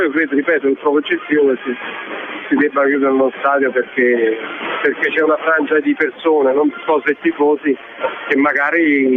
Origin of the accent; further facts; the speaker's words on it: Naples, Campania, Italy; io sono napoletano.